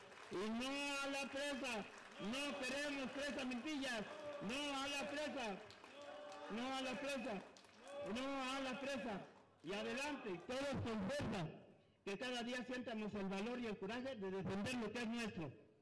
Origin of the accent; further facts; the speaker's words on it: Mexico; demostrar que somos mexicanos